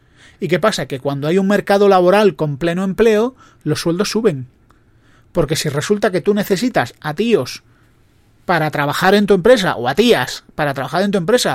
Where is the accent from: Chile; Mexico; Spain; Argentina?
Spain; yo creo que el problema somos los españoles.